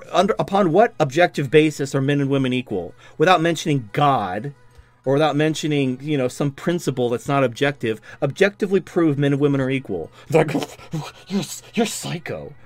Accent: Atlanta, Georgia, United States; I'm an incel from Atlanta.

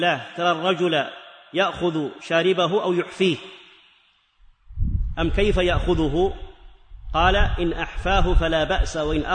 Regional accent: Hejaz, Saudi Arabia; وعندنا في الحجاز إلى قريب يطلقون على الحلاق المزين

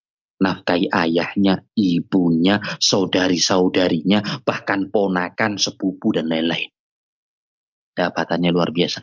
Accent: Pasuruan, East Java, Indonesia; Di kota saya di Pasuruan, ada seorang jutawan.

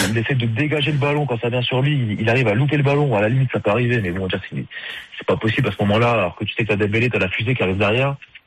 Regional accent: France; C'est tout le mal qu'on peut leur souhaiter en tant que Français quand même.

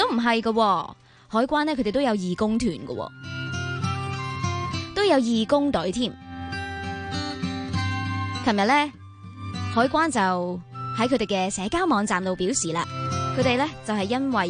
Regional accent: Hong Kong

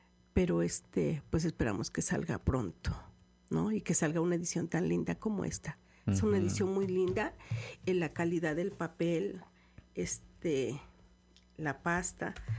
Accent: Orizaba, Veracruz, Mexico; Sí, yo soy de Orizaba, pueblo mágico. Pueblo mágico.

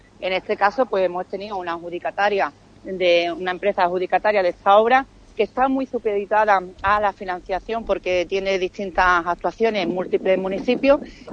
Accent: Ubrique, Andalusia, Spain; somos todos de Ubrique y todos vivimos en la localidad

